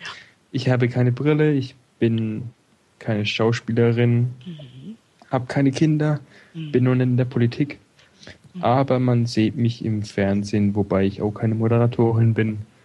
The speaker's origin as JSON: {"language": "German", "region": "England", "country": "United Kingdom", "second_language": "German", "said": "Ich bin Engländer."}